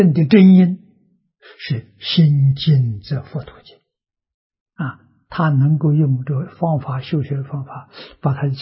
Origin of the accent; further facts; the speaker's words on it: China; 我们中国人一定是保持身与意像莲花一样